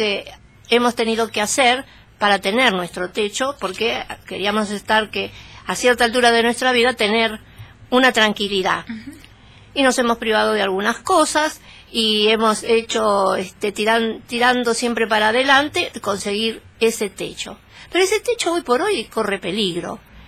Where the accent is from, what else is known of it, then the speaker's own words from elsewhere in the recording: Argentina; Todos somos argentinos. Todos tenemos derecho a una parte de este país.